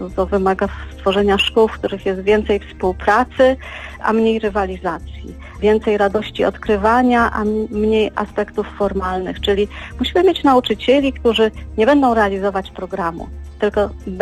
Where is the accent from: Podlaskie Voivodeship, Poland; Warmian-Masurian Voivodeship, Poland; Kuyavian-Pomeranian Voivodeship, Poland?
Kuyavian-Pomeranian Voivodeship, Poland; Toruń; ja jestem z Torunia